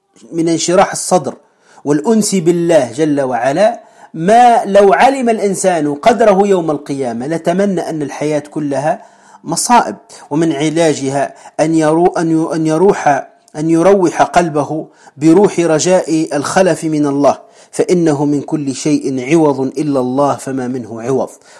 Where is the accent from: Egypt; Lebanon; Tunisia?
Tunisia; وكما نقول عندنا في تونس في مثل معروف